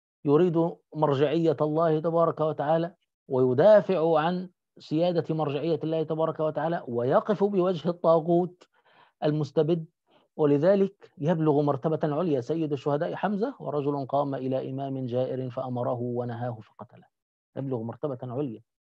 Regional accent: Egypt; فنحن عندنا في مصر لم ينتهي نظام الوقف إلا مع نابليون ثم مع محمد علي

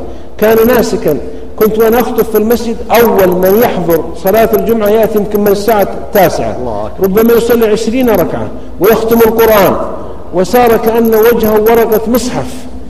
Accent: Saudi Arabia; أنا سعيد ومتشرف بالمرأة عندنا في السعودية وفي غيرها

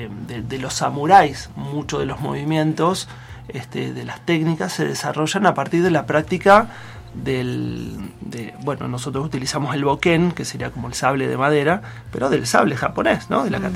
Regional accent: La Plata, Buenos Aires Province, Argentina; acá vivimos en un lugar muy tranquilo, igual yo vengo de la ciudad de La Plata, ¿no? De Buenos Aires.

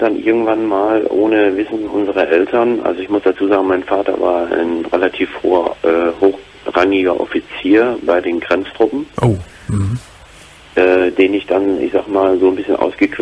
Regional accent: Saxony, Germany; wir sind also alle aus der Gegend von Leipzig und Dresden gewesen

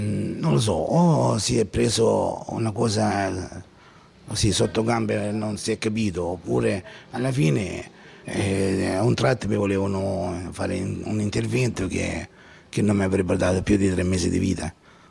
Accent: Francavilla Fontana, Apulia, Italy; Vengo dalla provincia di Brindisi, esattamente da Francavilla Fontana.

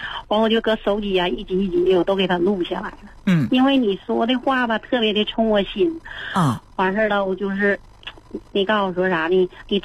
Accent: Anshan, Liaoning, China; 我是鞍山的。

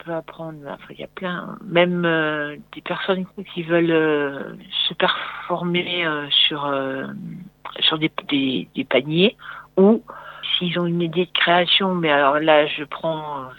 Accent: Fougères-en-Bois, Grand Est, France; Alors, je suis moi native de Fougères-en-Bois. J'habitais de la Croix-sur-Meuse, en fait. Juste le village avant.

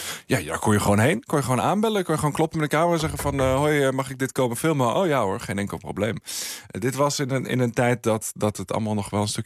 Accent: Friesland, Netherlands; Ik ben opgegroeid in Friesland.

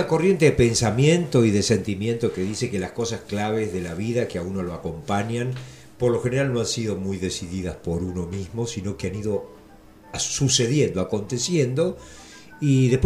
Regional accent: Mar del Plata, Buenos Aires Province, Argentina; also born or lived in Tres Arroyos; yo nací en Tres Arroyos y nos mudamos con mi familia en el 55 a Mar del Plata. Y ahí empecé mis estudios, primero en una escuela estatal y después pasé a los salesianos.

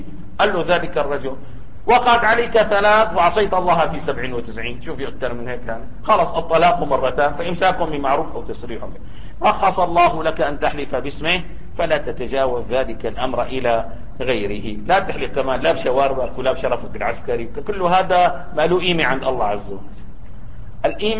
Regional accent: Syria; يعني عندنا في سوريا لا يجتمع اثنان على ملك سنتيمتر واحد

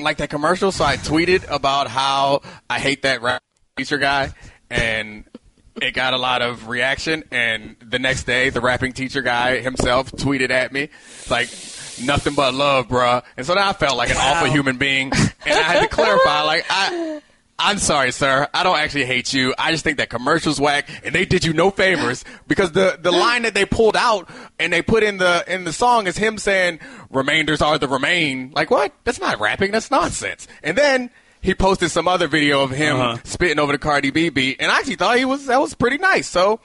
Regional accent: East Coast, United States; because I'm 34 and I grew up on the East Coast.

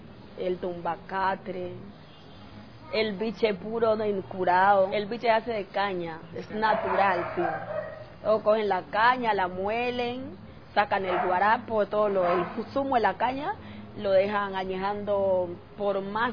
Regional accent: Timbiquí, Cauca, Colombia; moved away; Soy original de Timbiquí, Cauca. Hace 8 años llegué a vivir aquí

